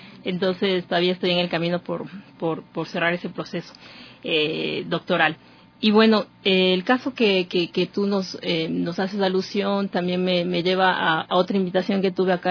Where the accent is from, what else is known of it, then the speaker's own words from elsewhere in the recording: Ecuador; para nosotros como ecuatorianos es una mirada de avanzada